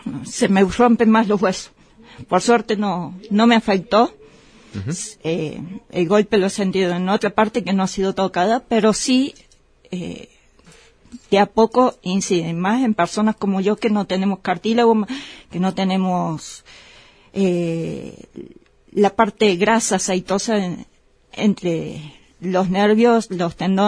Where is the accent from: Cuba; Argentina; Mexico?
Argentina; Córdoba; accent: Cordobés; muy raro que se me note un poco el cordobés, pero sí, los cordobeses tenemos...